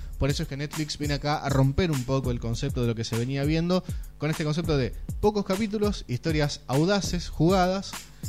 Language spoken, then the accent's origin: Spanish; Argentina; lo que nos sucedía como país, una Argentina que estaba en el infierno total.